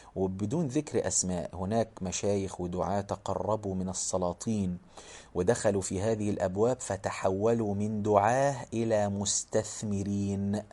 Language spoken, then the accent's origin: Arabic; Egypt; كان بيخطب خطبة في مدينة عندنا في مصر بعيدة عن بلده